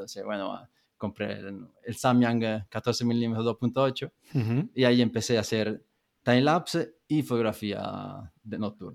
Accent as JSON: {"language": "Spanish", "town": "Montemurlo", "region": "Tuscany", "country": "Italy", "also_born_or_lived": "London", "second_language": "Spanish", "moved": "as an adult", "said": "soy italiano de una ciudad, bueno, pueblo cerca de Florencia que se llama Montemurlo. Y me fui de Italia en el 2010 más o menos, y ahí me fui en Londres"}